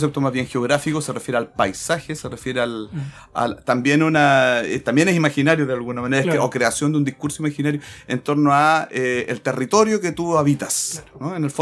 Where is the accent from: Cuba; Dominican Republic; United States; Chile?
Chile; El Estado Nacional es una sola cosa, claro, y todos somos chilenos